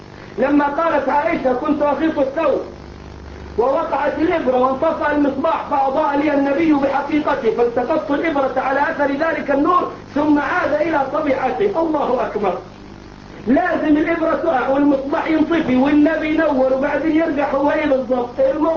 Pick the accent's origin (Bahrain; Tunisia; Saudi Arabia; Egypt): Egypt